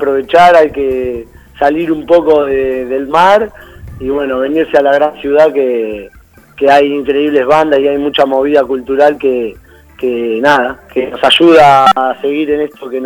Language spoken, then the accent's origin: Spanish; Mar del Plata, Buenos Aires Province, Argentina; nosotros somos oriundos de Mar del Plata, así que estamos en una mini gira acá por la ciudad de Buenos Aires